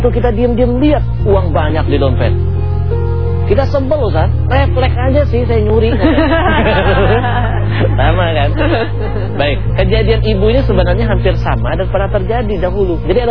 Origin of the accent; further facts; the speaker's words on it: Palembang, South Sumatra, Indonesia; Kalau orang kampung saya Palembang bilang cemekean.